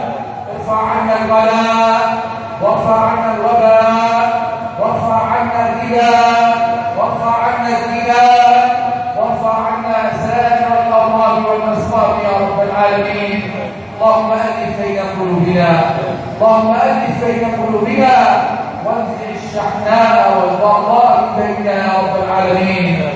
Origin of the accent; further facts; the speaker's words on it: Egypt; اللهم اجعل بلدنا مصر امنا امانا